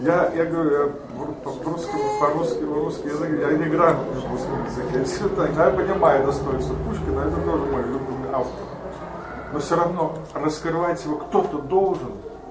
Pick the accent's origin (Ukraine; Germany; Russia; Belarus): Germany; Просто я вырос в Германии, у меня русский язык такой вот, ну, семейный, и я как-то не получил русскую культуру